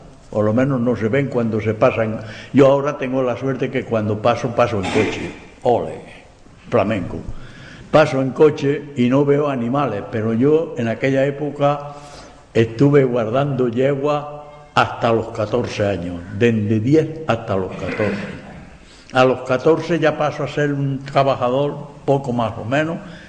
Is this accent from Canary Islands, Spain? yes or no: no; Espejo, Andalusia, Spain; porque Espejo es mi pueblo, no el vuestro, el mío. Lo he defendido con coraje.